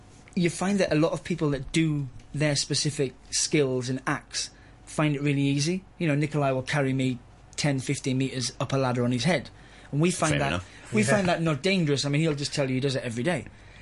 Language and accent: English; England, United Kingdom; also born or lived in Gibraltar; I was born in Gibraltar, in Spain, and then I moved to England